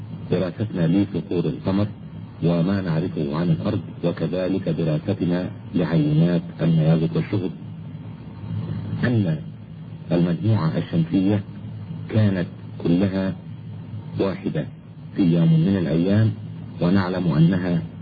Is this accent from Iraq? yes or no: no; Egypt; moved away as an adult; أنا ولدت أساسا في مصر ودرست في مصر إلى البكالوريوس في جامعة علوم عين شمس، وحصلت على درجة البكالوريوس في عام 1958 في الكيمياء والجيولوجيا،